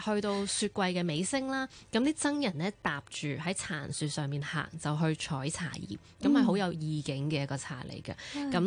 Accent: Hong Kong

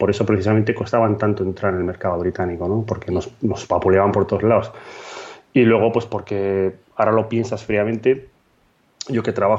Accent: Bilbao, Basque Country, Spain; fuimos varios amiguetes que vivíamos en aquí, pues somos de Bilbao

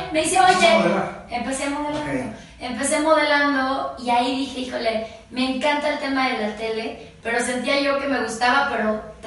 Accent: Santiago de Querétaro, Querétaro, Mexico; now in Mexico City, Mexico; soy de Querétaro, tuve que venir a México porque soy queretana.

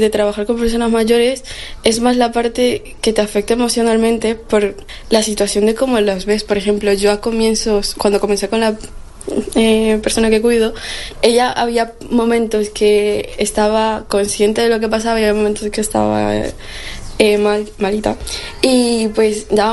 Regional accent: Peru; now in Spain; Soy de Perú, llevo 6 años aquí junto con mi madre

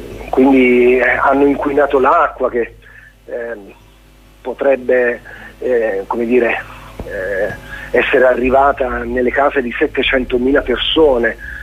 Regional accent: Abruzzo, Italy; L'Abruzzo è una terra estremamente bella, non lo dico solo perché è la mia terra

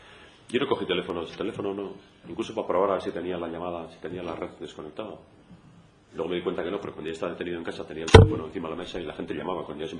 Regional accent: Tolosa, Basque Country, Spain; Menú Tolosa, había, yo soy de Tolosa, menú Tolosa, alubias de Tolosa.

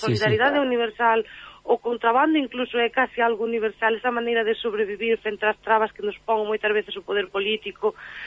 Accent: Galicia, Spain; somos nós, non somos galegos, pero sí, pero galegos da fronteira. Nós non somos da Coruña, non somos de Lugo, somos da fronteira, ni siquiera ourensano, non?

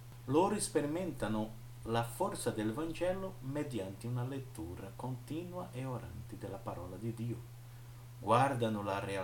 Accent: Penedo, Alagoas, Brazil; io vengo dalla diocesi di Penedo, stato di Alagoas, nord-est brasiliano

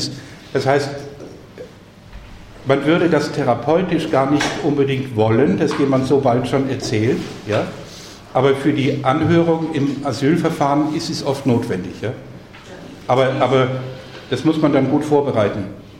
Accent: Carinthia, Austria; Vor allem in Kärnten, wo ich herkomme, nicht?

